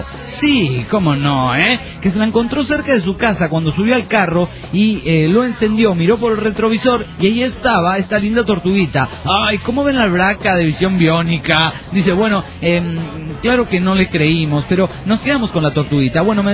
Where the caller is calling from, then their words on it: Mexico; de México